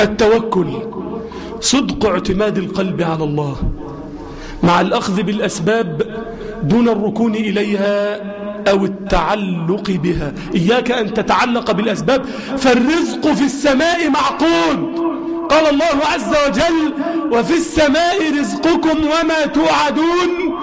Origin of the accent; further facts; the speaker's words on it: Egypt; اللهم اجعل بلدنا مصر أمنا أمانا سخاء الرخاء وسائر بلاد المسلمين